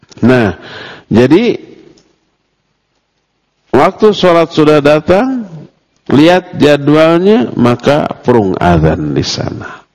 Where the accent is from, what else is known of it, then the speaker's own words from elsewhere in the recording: Bandung, West Java, Indonesia; walaupun kita orang Bandung